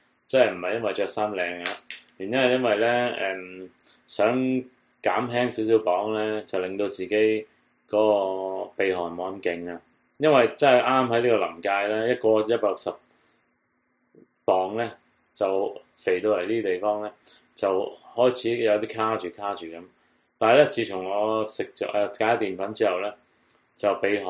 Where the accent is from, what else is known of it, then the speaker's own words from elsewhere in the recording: Hong Kong; born there; 咁試問我哋喺香港出世嘅，我哋喺港英出世嘅人